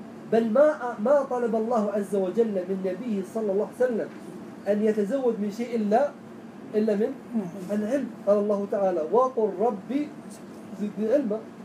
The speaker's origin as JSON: {"language": "Arabic", "region": "Najd", "country": "Saudi Arabia", "said": "خاصة عندنا في نجد الآن"}